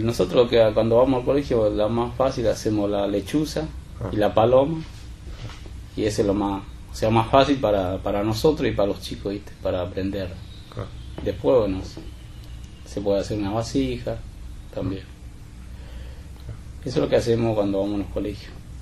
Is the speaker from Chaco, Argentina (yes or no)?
yes; Chaco, Argentina; now in Buenos Aires, Argentina; yo salí en el 94, salí en la provincia del Chaco, pero en busca de trabajo, o para bien para mí, o si lo puedo alcanzar a mi viejo, bien para mi viejo. Y vine acá en Buenos Aires